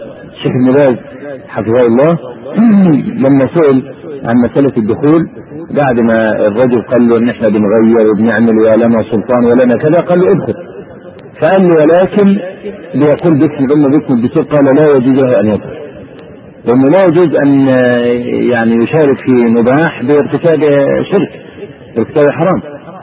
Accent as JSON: {"language": "Arabic", "country": "Egypt", "said": "يعني مثلا عندنا في مصر دخول البرلمان لا قيمة له"}